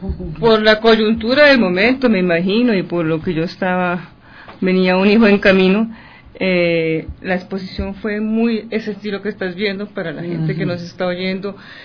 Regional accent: Colombia; now in Ecuador; Somos ecuatorianas de alma, los dos. yo soy colombiana.

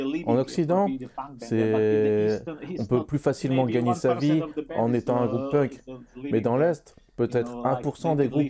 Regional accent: Slovakia; Je leur ai dit, je viens de Slovaquie.

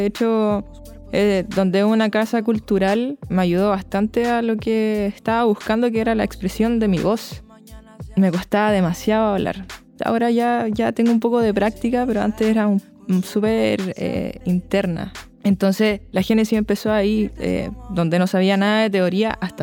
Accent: Valparaíso, Chile; soy de Valparaíso, vengo de Puertas Negras, Playa Ancha

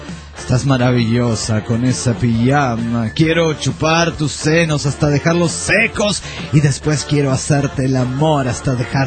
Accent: Venezuela; Yo pienso, como muchos venezolanos

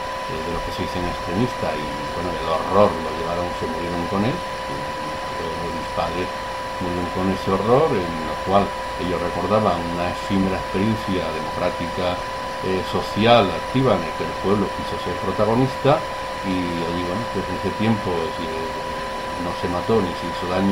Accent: La Puebla, Spain; Bueno, yo nací en La Puebla en el año 46, pero claro, mi infancia es en los años 50.

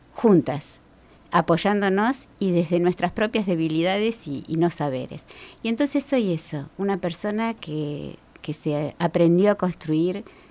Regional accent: Buenos Aires, Argentina; Yo nací en Villa Urquiza, que es un barrio bien alejado del centro de lo que era Capital Federal en aquel entonces, le decimos CABA, en un barrio bien barrio. Uh-huh. Vivíamos en una casa grande, tipo chorizo, con otras familias.

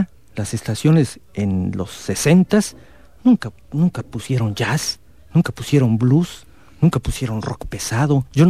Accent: Comitán, Chiapas, Mexico; la oportunidad maravillosa de volver a compartir reflexiones con la gente de acá de Comitán, mi pueblo.

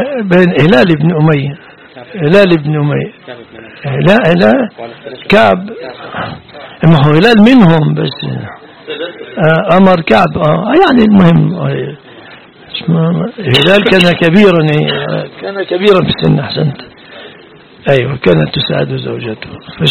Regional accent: Egypt; وليس قولنا كمصريين الحق بأهلك، روح اذهبي إلى بيت أبيك، ليس معناها أننا نريد الطلاق

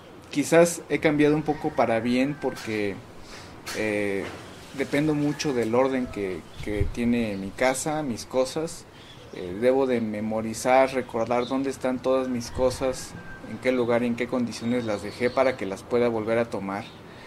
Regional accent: San Cristóbal de las Casas, Chiapas, Mexico; pues tengo 32 años y soy de San Cristóbal de las Casas.

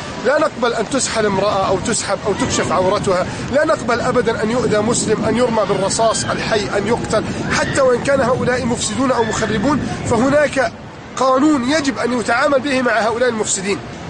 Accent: Egypt; وحفظ الله بلدي مصر

